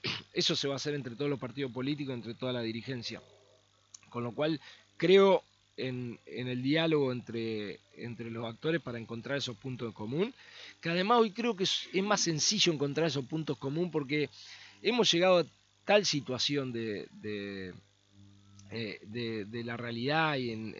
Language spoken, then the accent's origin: Spanish; Argentina; lo que hicimos como argentinos hasta acá no ha funcionado